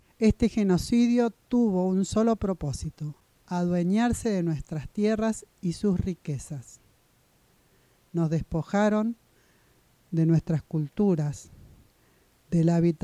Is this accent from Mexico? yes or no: no; Argentina; nombramiento de los presidentes de las 11 comunidades huarpes de Huanacache, y representé a mi pueblo huarpe a nivel nacional e internacional junto